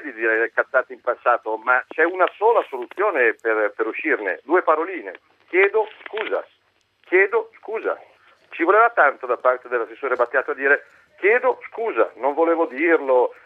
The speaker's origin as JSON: {"language": "Italian", "town": "Milan", "region": "Lombardy", "country": "Italy", "said": "Sì, sono milanese, però mi sento bergamasco, bresciano, mantovano, varesotto, cuneese, vicentino."}